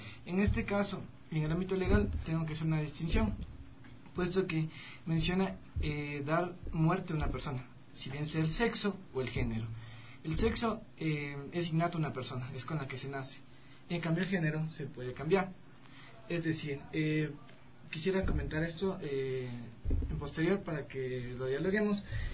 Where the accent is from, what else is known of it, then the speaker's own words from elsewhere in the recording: Ecuador; especifica que nosotros como ecuatorianos tenemos malas conductas